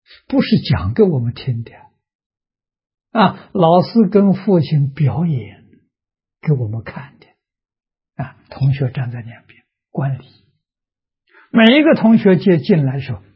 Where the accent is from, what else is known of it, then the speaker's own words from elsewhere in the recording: Tongcheng, Anhui, China; 我们家乡是桐城派的发源地。啊，所以在明清两代啊，文风很盛啊，乡下小孩都念书啊，私塾嘛，我们家乡私塾很多啊，我六七岁还上过私塾啊